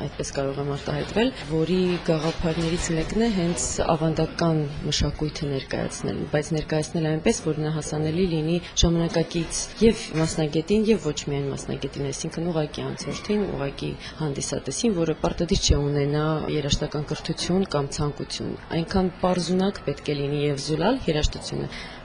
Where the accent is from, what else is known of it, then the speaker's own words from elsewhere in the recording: Yerevan, Armenia; ապրում եմ Հայաստանում, ծնվել եմ Հայաստանում, Երևանում եւ մեծացել եմ եւ որոշել եմ, որ այնտեղ պետք է շարունակվեմ։